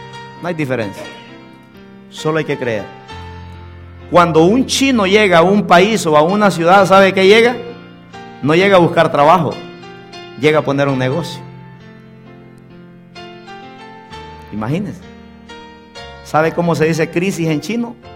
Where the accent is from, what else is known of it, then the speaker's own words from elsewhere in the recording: Honduras; now in United States; Allá nací con las gallinas en Honduras, con los chanchos, con las vacas, con los caballos. Y un día decía, y un día me voy a montar en la panza de un avión y me voy para los Estados Unidos. Y hace 18 años llegué aquí.